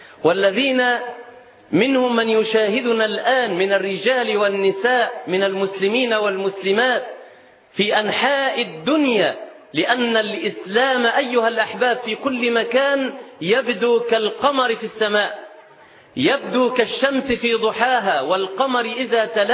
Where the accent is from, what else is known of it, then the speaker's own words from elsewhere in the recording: Nazlet Khayal, Sharqia Governorate, Egypt; وقريتنا اسمها نزلة خيال في محافظة الشرقية، مركز أبو كبير.